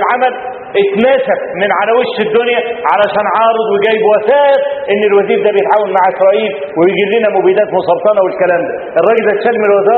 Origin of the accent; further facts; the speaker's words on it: Egypt; فأنا ما بقولش الكلام ده عشان أنا مصري